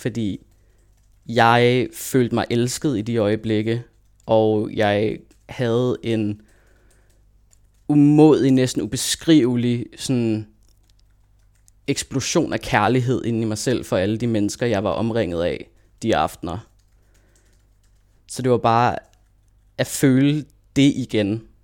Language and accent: Danish; Copenhagen, Capital Region of Denmark, Denmark; now in Aarhus, Denmark; Fordi nu bor jeg i Aarhus. Jeg er født og opvokset i København, men nu bor jeg i Aarhus.